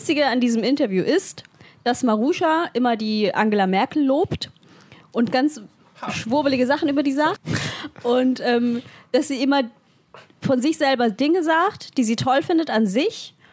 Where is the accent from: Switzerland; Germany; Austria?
Germany; Bavaria; Das hat mit meinem Elternhaus zu tun. Ich komme aus Bayern.